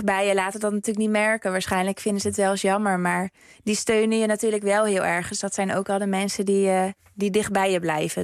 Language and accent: Dutch; Zoetermeer, South Holland, Netherlands; moved away; op een gegeven moment heb ik dan wel de keuze gemaakt om van Zoetermeer, waar ik opgegroeid ben, naar Heerenveen te verhuizen